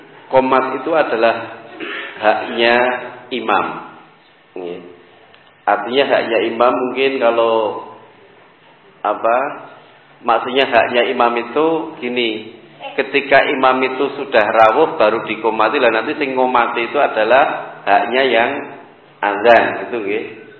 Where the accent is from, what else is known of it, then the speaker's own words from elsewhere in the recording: Surakarta, Central Java, Indonesia; kebetulan saya juga orang Solo